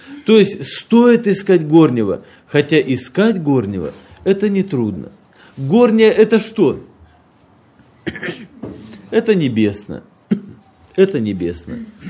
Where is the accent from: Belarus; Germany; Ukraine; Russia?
Russia; Apsheronsk, Krasnodar Krai; мы приехали к вам из Краснодарского края, это Кавказ, город Апшеронск. Это юг России, где уже очень давно тепло, отцвели сады, и не просто тепло, уже жарко.